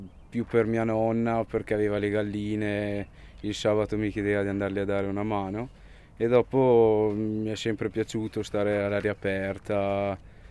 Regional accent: Besenello, Trentino-Alto Adige, Italy; sono di Besenello e ho 21 anni e ho studiato presso l'Istituto Agrario di San Michele.

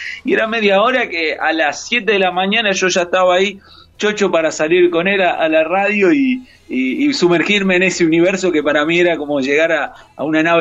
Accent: Tucumán, Argentina; also born or lived in Buenos Aires; somos un poco de Tucumán, pero también un poco de Costa Atlántica. Mi papá, bueno, tucumano, se casa con una marplatense, y luego allá iniciamos toda esta formación de la familia allá en Tucumán.

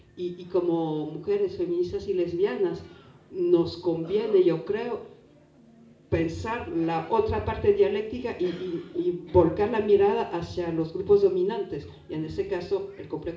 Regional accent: France; Spanish is a second language; sobre todo como francesa, que tenemos uno de los complejos militar o industriales más bestiales del planeta

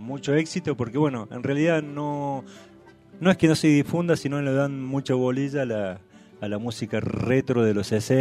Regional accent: Alta Gracia, Córdoba, Argentina; now in El Calafate, Argentina; Oriundo de Altagracia, de la ciudad de Altagracia, Córdoba.

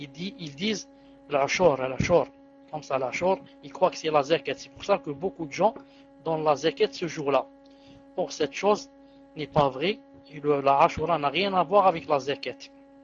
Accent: Algeria; moi, je viens de vérifier ici, chez nous en Algérie, nous sommes le 6.

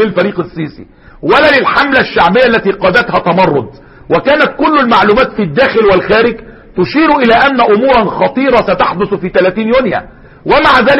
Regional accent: Egypt; ونجيب الفلسطينيين عندنا في سيناء

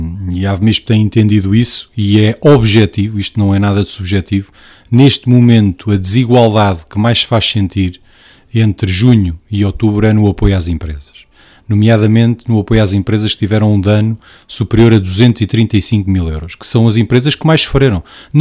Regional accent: Portugal; Somos portugueses, pagamos impostos, contribuímos da mesma forma para o desenvolvimento das nossas regiões e do nosso país

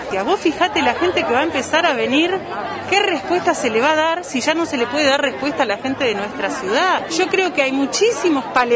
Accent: Bariloche, Río Negro, Argentina; soy de Bariloche

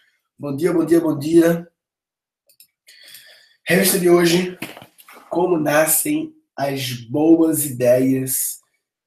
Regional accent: Brazil; Massa, eu sou brasileiro.

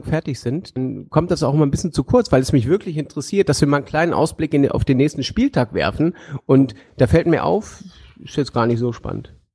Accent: Hanover, Lower Saxony, Germany; Bei uns in Hannover gibt's so eine Veranstaltung, das heißt ein kleines Fest im großen Garten

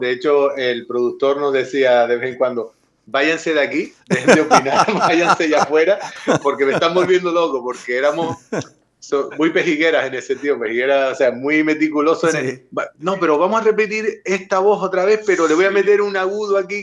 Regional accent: Canary Islands, Spain; No, realmente es porque nosotros venimos de la isla de Lanzarote.

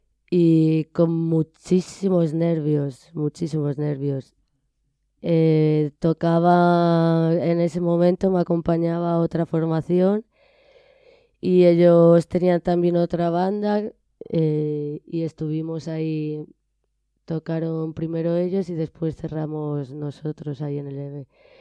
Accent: Alicante, Valencian Community, Spain; now in Madrid, Spain; Sí, soy de Alicante, nací allí. Y me vine a Madrid muy jovencita

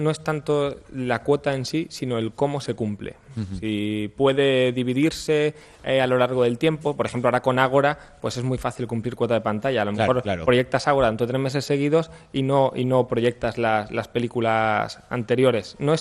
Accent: Málaga, Andalusia, Spain; Nosotros, los que somos de Málaga, hemos crecido en este festival

